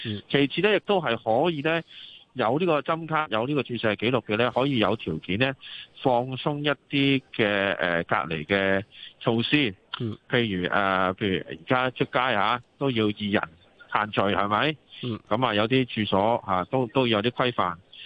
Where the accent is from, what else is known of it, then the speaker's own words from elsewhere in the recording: Hong Kong; 因为我哋香港人接种咗之后，亦都有一个阴性测试就可以过关